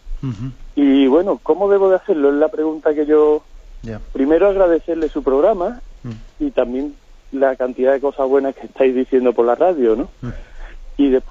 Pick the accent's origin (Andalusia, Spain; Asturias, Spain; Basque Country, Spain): Andalusia, Spain; Seville; soy de Sevilla, y le llamo porque tengo la duda